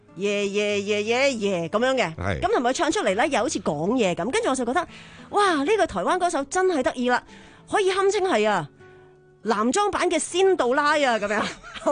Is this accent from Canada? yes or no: no; Hong Kong; 作为一个香港人咧